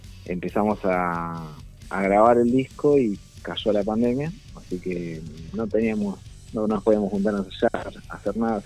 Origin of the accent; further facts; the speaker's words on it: Lomas de Zamora, Buenos Aires Province, Argentina; Nosotros somos de distintos lugares. Sí. Yo soy de Lomas, de Zona Sur.